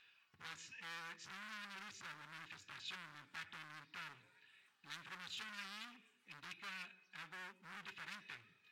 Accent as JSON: {"language": "Spanish", "country": "Canada", "lives_now": "Mexico", "said": "soy originalmente de Canadá. Ya tengo muchos años viviendo aquí en México. Ya tengo la ciudadanía mexicana a través del proceso de naturalización."}